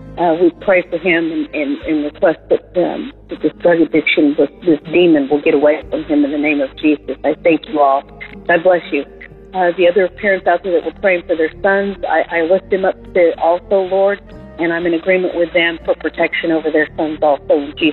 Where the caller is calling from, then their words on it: Rockville, Tennessee, United States; I'm calling from Rockville, Tennessee